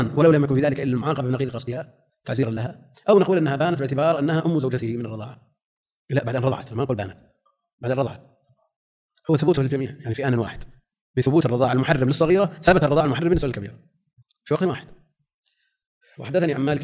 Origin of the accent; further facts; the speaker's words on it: Najd, Saudi Arabia; يعني عندنا في نجد هذا الظاهر